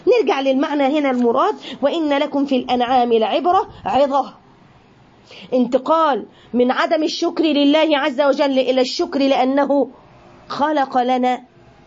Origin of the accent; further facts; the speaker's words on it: Egypt; يعني احنا عندنا في مصر الحليب هو اللبن،